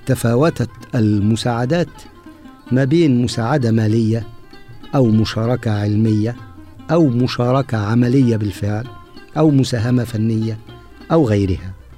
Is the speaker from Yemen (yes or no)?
no; Egypt; المعابد المعروفة عندنا في مصر